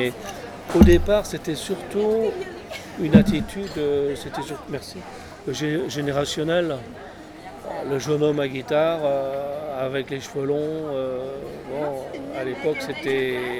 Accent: Paris, Île-de-France, France; born there; Non, je suis né à Paris. Neuilly, c'est une banlieue proche. C'est une banlieue résidentielle, riche, de snob.

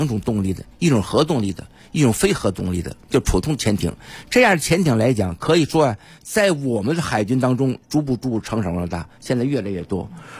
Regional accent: Tianjin, China; born there; 怎么是生我的地方呢？我生在海边儿。

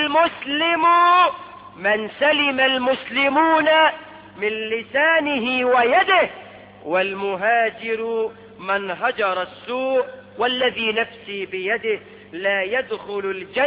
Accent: Egypt; احنا كمصريين

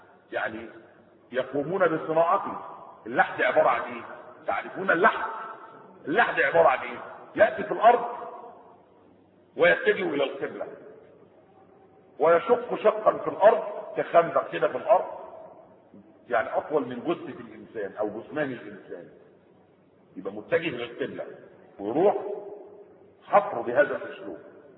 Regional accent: Egypt; بتاع الكرب اللي ماشي عندنا في مصر

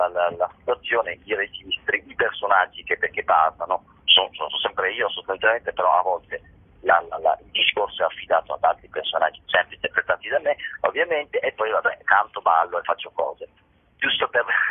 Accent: Veneto, Italy; l'uno sono io, i 6.000 sono i 6.000 abitanti del mio paesino nella provincia di Vicenza.

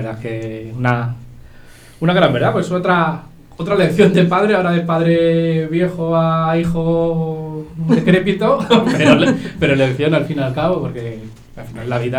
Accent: Parla, Community of Madrid, Spain; born there; Yo nací en Parla, tengo esa vergüenza, pero yo cuando nací vivíamos en Parla. Yo soy medio parleño

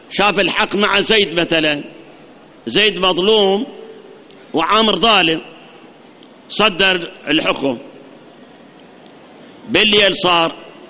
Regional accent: Iraq; هاي مصيبة عندنا بالعراق، مصيبة

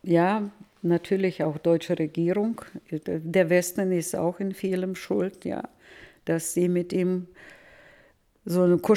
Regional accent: Novotroitsk, Orenburg Oblast, Russia; now in Germany; ich komme aus Nowotroiz, das sind nur 20 Kilometer der Differenz.

